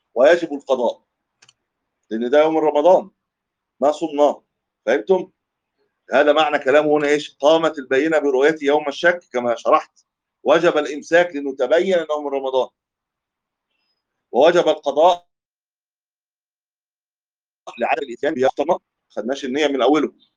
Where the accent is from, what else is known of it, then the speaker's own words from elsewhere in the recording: Cairo, Cairo Governorate, Egypt; يعتبرها دي مفارقه العمران عندنا في مصر يعني في القاهره